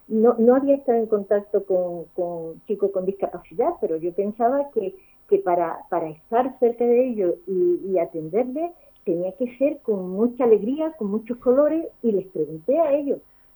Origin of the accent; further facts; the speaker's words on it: El Puerto de Santa María, Andalusia, Spain; moved away as an adult; now in Valladolid, Spain; Yo soy andaluza, creo que se nota, y me casé y me vine a Valladolid, madre de tres hijos